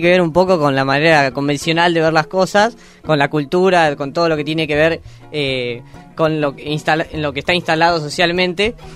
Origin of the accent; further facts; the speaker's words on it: Quilmes, Buenos Aires Province, Argentina; now in La Plata, Argentina; yo soy de Quilmes. Ajá. Y por razones de estudio estoy acá en La Plata.